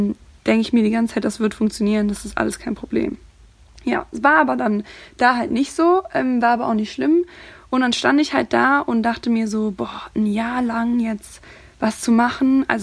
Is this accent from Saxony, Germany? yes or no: no; Cologne, North Rhine-Westphalia, Germany